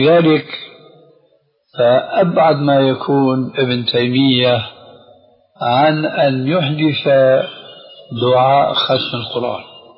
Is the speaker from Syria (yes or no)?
yes; Syria; وكما يقولون عندنا في الشام كل مين على دينه الله يعينه